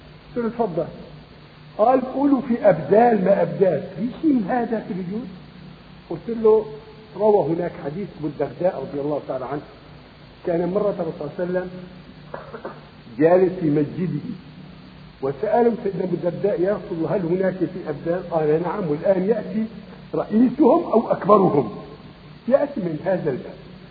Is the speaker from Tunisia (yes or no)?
no; Syria; مثلا بلادنا بلاد الشام، بلاد سوريا سبعة